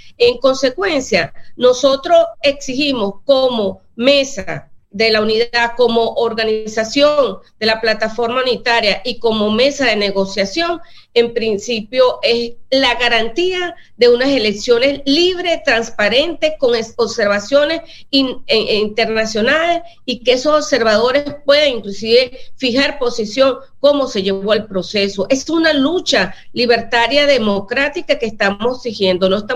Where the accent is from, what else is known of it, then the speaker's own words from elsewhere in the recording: Venezuela; Eso por un lado, para nosotros como venezolanos y en mi condición de presidenta de la Asamblea Nacional lo cuestionamos.